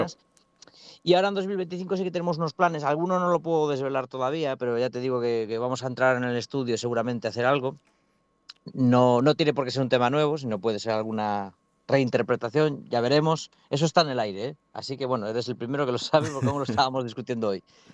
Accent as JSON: {"language": "Spanish", "region": "Galicia", "country": "Spain", "said": "somos de Galicia, viene mucha gente de Galicia"}